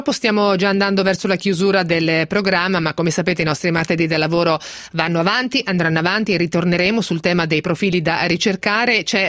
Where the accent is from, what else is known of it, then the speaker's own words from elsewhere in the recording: Marche, Italy; A parte che sono marchigiana, quindi me lo immaginavo.